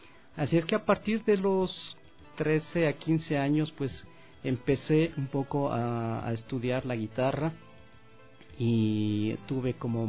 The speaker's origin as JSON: {"language": "Spanish", "country": "Ecuador", "moved": "yes", "said": "estar estos días acá en mi país, en el Ecuador, donde vengo cada año en el mes de octubre"}